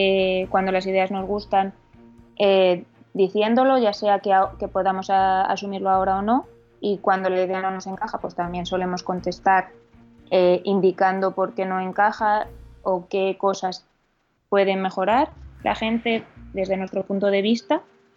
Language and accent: Spanish; Madrid, Community of Madrid, Spain; now in Asturias, Spain; donde nosotros vivimos es en Asturias, pero yo soy de Madrid